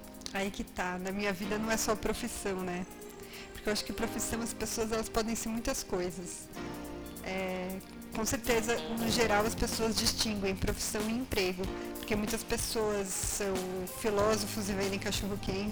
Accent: São Paulo, Brazil; Porque o comum, eu sou de São Paulo, e o comum é você jogar fora e comprar outro.

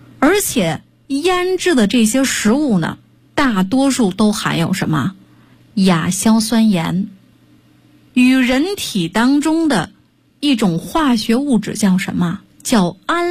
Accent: Northeast China, China; 咱们土生土长的东北人年年到了冬天

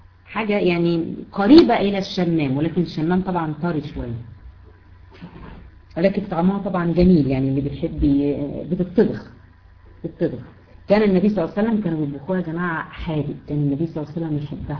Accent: Egypt; حتى احنا عندنا في مصر ليه كذا اسم

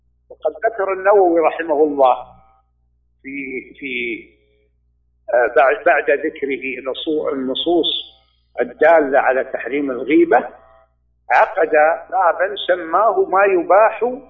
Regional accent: Saudi Arabia; أولا أنا لا، أنا سعودي كما يعلم الجميع، ولا أعلم هذه العادة في السعودية

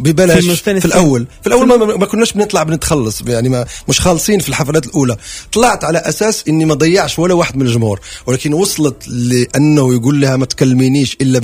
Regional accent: Morocco; احنا جايين من المغرب 10 اشخاص عاوزين نشتغل مع، يعني عاوزين نفرح شعب حبنا، فهل يعقل اني اجي من المغرب واخلي الصيف كله

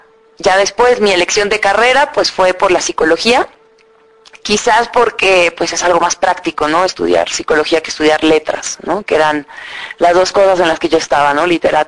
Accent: Mexico; soy mexicana. Y bueno, eso también es chistoso decirlo porque mi nombre es americano, mi apellido es italiano y soy mexicano.

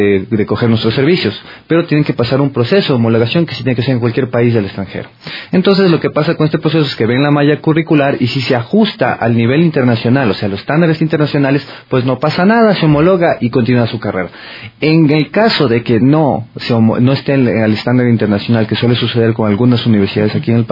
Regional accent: Ecuador; moved away; cuando yo me fui, yo les decía, soy ecuatoriano

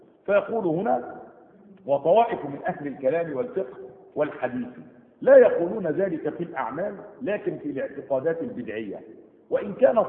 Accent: Egypt; هنا في بلادنا مصر

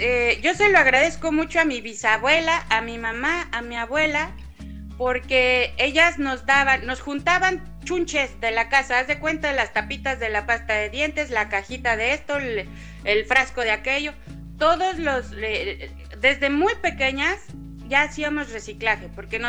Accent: Quintana Roo, Mexico; moved away as an adult; now in Mexico City, Mexico; yo vivía antes en provincia, en el estado de Quintana Roo, pero en el, cerca del 2000 me fui a la Ciudad de México a estudiar y llegué a vivir a Xochimilco.

